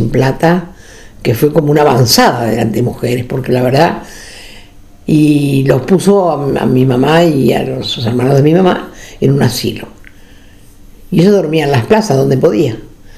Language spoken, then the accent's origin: Spanish; Ensenada, Buenos Aires Province, Argentina; Yo nací en El Dique, pertenece a Ensenada, una localidad muy pequeña, de trabajadores casi todos de la fábrica de sombreros, una fábrica muy grande.